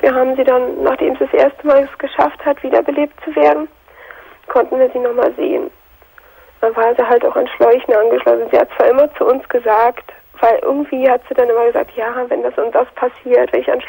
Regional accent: Berlin, Germany; Aber sofern ich halt wieder in meiner Heimat bin, in Berlin bin, da fühle ich mich so erdrückt.

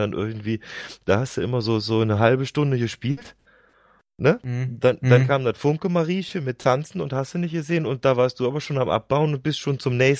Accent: North Rhine-Westphalia, Germany; ich bin ja im Kölner Raum groß geworden und so 20 Jahre Karneval hinterlassen einfach Spuren.

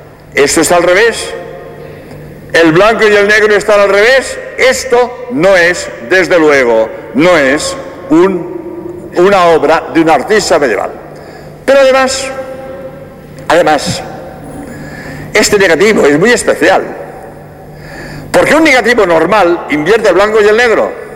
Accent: Barcelona, Catalonia, Spain; now in Cádiz, Spain; Yo soy catalán, yo he nacido en Barcelona, pero soy jesuita gracias a Andalucía.

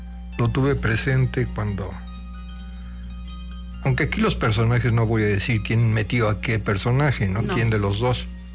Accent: Teziutlán, Puebla, Mexico; conocí hace muchísimos años allá en mi tierra, en Teciutlán

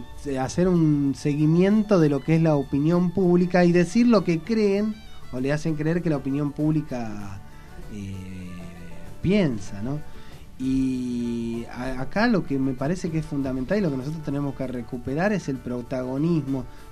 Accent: Buenos Aires, Argentina; Nosotros somos ciudadanos de Buenos Aires, pero somos también ciudadanos del país.

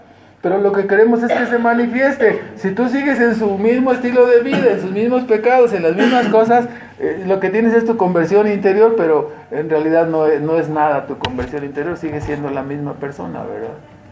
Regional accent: Mexico; porque todos tenemos raíces católicas, venimos de allá, nuestras familias somos mexicanos, hermanos, o sea, no somos de Gringolandia

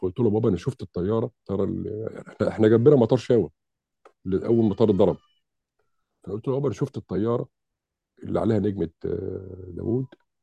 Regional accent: Mansoura, Dakahlia, Egypt; كان في الفترة ديت عندنا في المنصورة الدكتور اسمه الدكتور شافعي بشير، وكنا احنا في ثانوي في الفترة دي، اعدادي خارجين من اعدادي عين سعد.

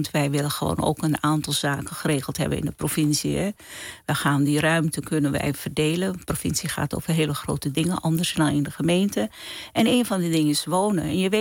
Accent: Paramaribo, Suriname; moved away as an adult; now in Rotterdam, Netherlands; geboren in Suriname, Paramaribo. Op de 18e naar Nederland gekomen, in Rotterdam gaan wonen.

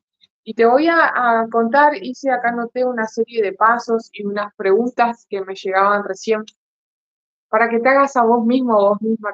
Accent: Argentina; gracias por la presentación, Fairuz. Ahora estoy viviendo en Mar del Plata, soy argentina.

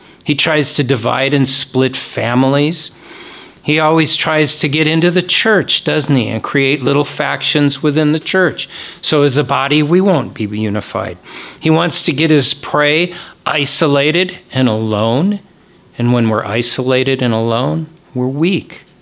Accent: United States; Now, one of the huge blessings of being an American is that we have the privilege of freedom of religion.

